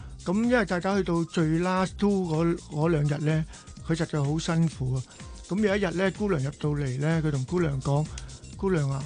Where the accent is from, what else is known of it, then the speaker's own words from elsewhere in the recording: China; 你知道我哋中國人咧，尤其我一把年紀，我今年70歲啦，我哋呢一個40後、50後嗰啲咧，都係比較保守啦。